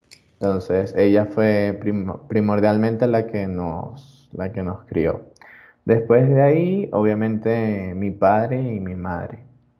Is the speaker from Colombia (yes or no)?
no; Caracas, Capital District, Venezuela; born there; Nací en 1999 en Venezuela, Caracas, Venezuela.